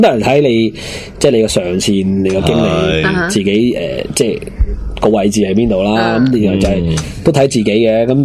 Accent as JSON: {"language": "Cantonese", "country": "Hong Kong", "said": "即系我香港人都算香港 accountant 啦"}